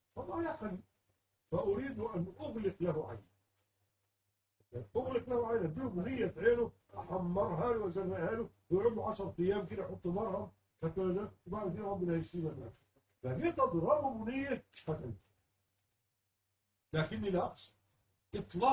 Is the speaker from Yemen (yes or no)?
no; Egypt; العيال بيلعبوا عندنا في مصر